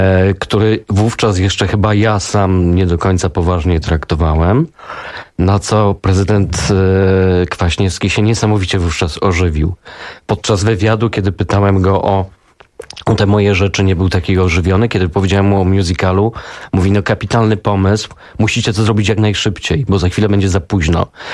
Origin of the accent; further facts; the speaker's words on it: Greater Poland Voivodeship, Poland; oboje pochodzimy z Wielkopolski